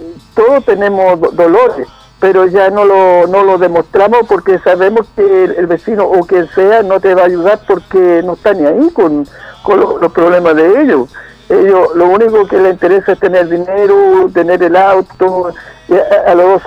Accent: Chile; como buen chileno, la talla

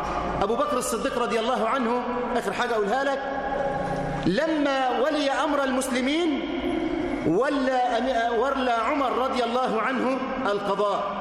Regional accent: Egypt; اللهم اجعل بلدنا مصر أمنا أمانا سخاء رخاء

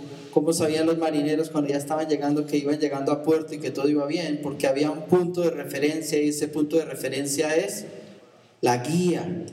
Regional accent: Colombia; en mi cultura, siendo yo colombiano cuando yo era más niño, me enseñaron a respetarle al papá

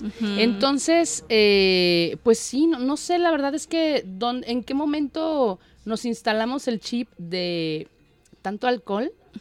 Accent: Mexico; somos mexicanos, o sea, tenemos esa cultura de brincarnos las reglas

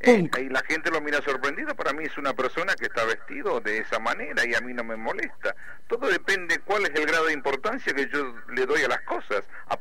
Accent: Chaco, Argentina; now in Catamarca, Argentina; Yo soy chaqueño.

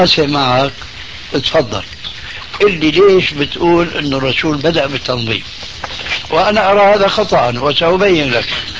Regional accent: Syria; انا باعتباري سوري يعني أخذت عجوة من سوريا

